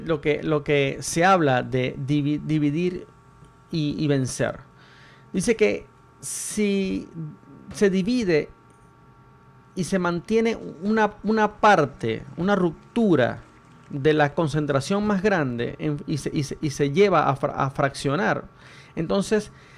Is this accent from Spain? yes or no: no; Venezuela; now in Chile; traigo a colación mi país, Venezuela, que una de las cosas que lamentablemente trajo el socialismo en mi país, en el caso de mi país fue el socialismo, aquí se la adjudica a la derecha, aquí en Chile.